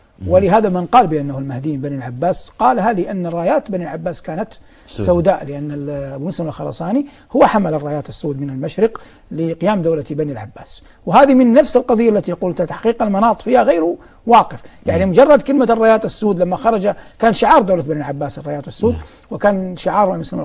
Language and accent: Arabic; Hejaz, Saudi Arabia; يوجد عندنا في الحجاز كثير العتر